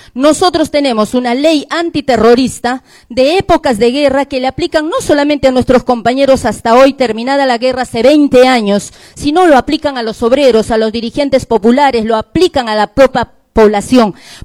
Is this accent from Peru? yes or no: yes; Peru; now in Argentina; es cierto, somos peruanos, pero somos parte de la lucha del pueblo argentino